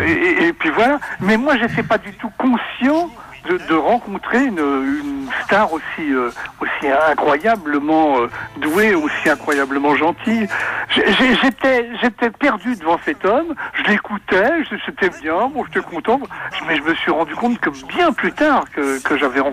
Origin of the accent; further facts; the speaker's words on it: Paris, Île-de-France, France; born there; Mes parents habitaient là, et voilà. Et je suis né donc à Paris à la fin de la guerre.